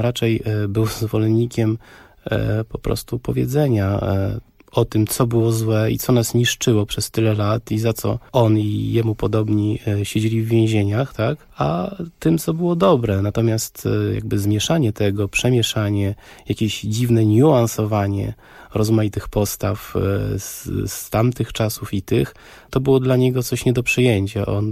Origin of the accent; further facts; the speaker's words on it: Warsaw, Masovian Voivodeship, Poland; Ja jako osoba z Warszawy, wychowany tutaj na osiedlu za Żelazną Bramą, właściwie na nowo odkrywałem to miasto, chociaż jestem stąd